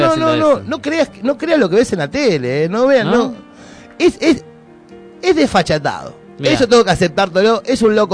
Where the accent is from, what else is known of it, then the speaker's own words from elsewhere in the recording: Pontevedra, Buenos Aires Province, Argentina; Yo soy de Buenos Aires